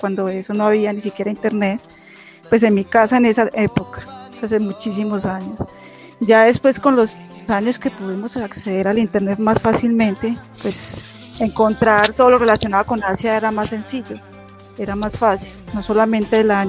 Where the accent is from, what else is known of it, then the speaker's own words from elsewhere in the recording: Colombia; yo soy de Colombia.